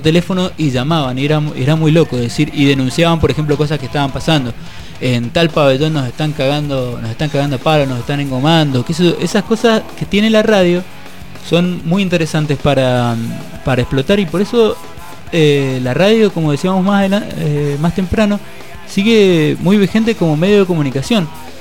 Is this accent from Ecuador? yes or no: no; Mendoza, Argentina; un programa que teníamos hace unos años en Mendoza, de donde soy oriundo, por si no se notó